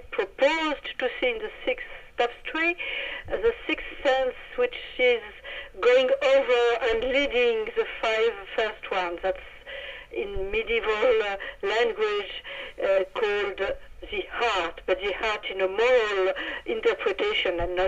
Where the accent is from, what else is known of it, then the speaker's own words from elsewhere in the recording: France; accent: French; English is a second language; I hope my awful French accent was not too much difficult to understand, and I hope I didn't make too much, too many mistakes speaking English.